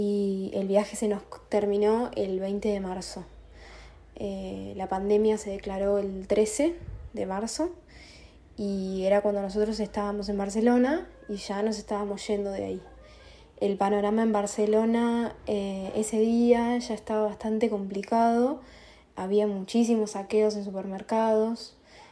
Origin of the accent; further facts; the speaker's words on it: Tandil, Buenos Aires Province, Argentina; yo soy de Tandil, estoy acá varada en Lisboa con mi novio Manuel, que también es de Tandil